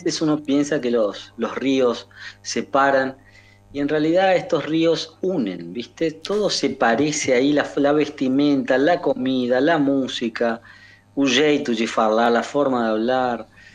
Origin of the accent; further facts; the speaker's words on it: Formosa, Argentina; Yo soy de Formosa, sí.